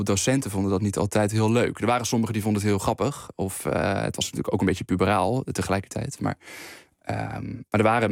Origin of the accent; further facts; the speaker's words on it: Veenendaal, Utrecht, Netherlands; Ik ben in Veenendaal opgegroeid op een school gezeten die, dat noemen ze op reformatorische grondslag.